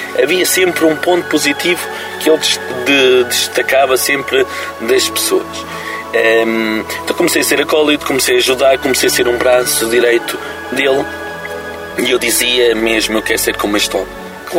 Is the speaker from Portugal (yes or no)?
yes; Cantanhede, Centro, Portugal; born there; Esta é a minha diocese onde eu nasci na Pecoriça, Cantanhede.